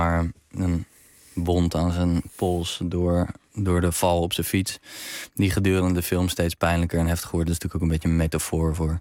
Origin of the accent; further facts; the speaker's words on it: Zwijndrecht, South Holland, Netherlands; now in Rotterdam, Netherlands; Ik woon nu in Rotterdam, maar toen ik nog in Amsterdam woonde... kon ik me daar heel erg in herkennen. Opgegroeid in een in Zwijndrecht... richting Rotterdam is dat.